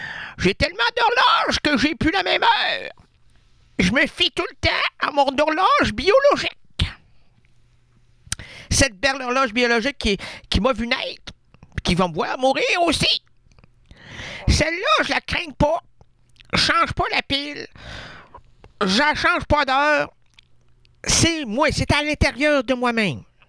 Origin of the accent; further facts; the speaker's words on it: Quebec City, Quebec, Canada; born there; Je suis né à Québec.